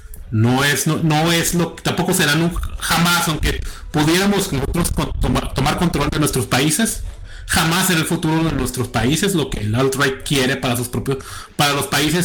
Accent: Mexico; simplemente nosotros ambos somos mexicanos.

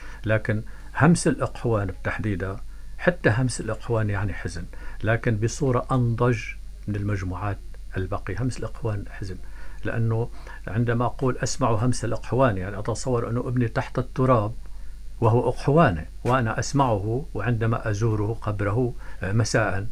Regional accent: Dreikish, Tartus Governorate, Syria; لكن أنا ابن قرية جميلة جدا وكريمة بشعبة وخاصة بشهداء. أنا أحيي قرية جبل تخلي.

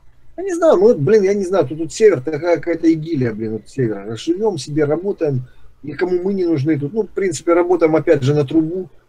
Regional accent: Ukraine; born there; У меня мама, допустим, родилась в Ереване. Я сам родился в Украине.

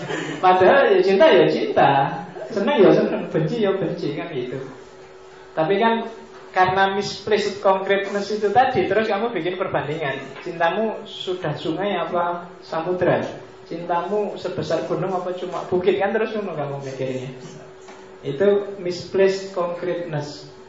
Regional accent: Mojokerto, East Java, Indonesia; Di tempat saya aslinya Mojokerto, zaman saya kecil itu orang sakit apapun datangnya ke mantri.

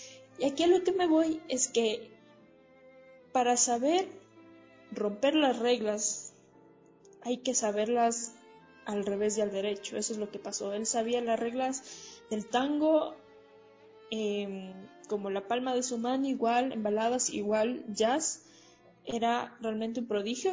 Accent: Riobamba, Chimborazo, Ecuador; yo por ejemplo soy de Riobamba, si yo quiero experimentar, debo conocer al 100% lo que quiero romper

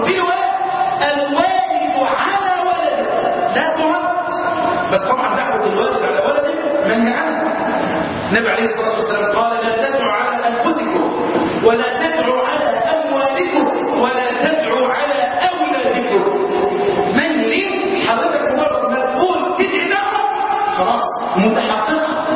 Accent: Egypt; اللهم انا نسالك ان تحفظ بلدنا مصر

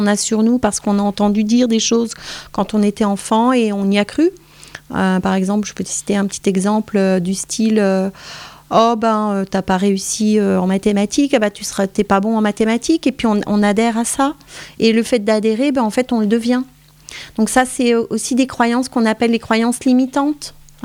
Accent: Grand Est, France; moi je suis originaire des Vosges

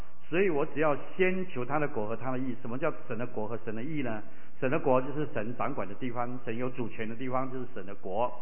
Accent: Taiwan; 他们在美国长大，我在台湾长大

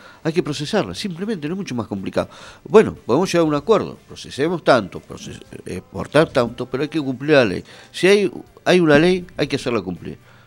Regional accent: Mar del Plata, Buenos Aires Province, Argentina; moved away; Yo vengo de Mar del Plata, somos un habitante, 800.000 habitantes más o menos, ¿no?

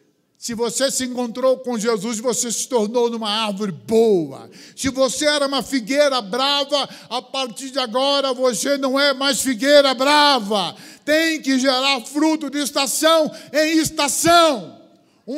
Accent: Cabo Frio, Rio de Janeiro, Brazil; Eu sou natural de Cabo Frio, praias lindas, areias branquinhas.

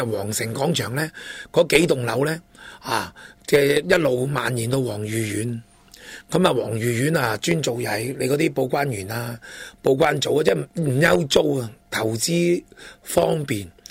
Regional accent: Hong Kong; 因为全部都是要符合我哋香港人嘅消费模式

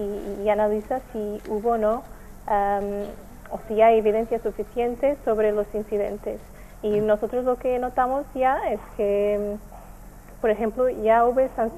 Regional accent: Portugal; Spanish is a second language; Soy portuguesa.

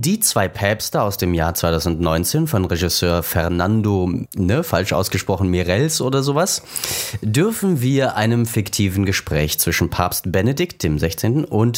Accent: East Germany, Germany; wir sind in der DDR religionsfrei aufgewachsen.

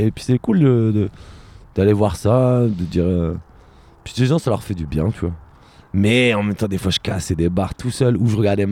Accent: Reims, Grand Est, France; Moi je viens de Reims.

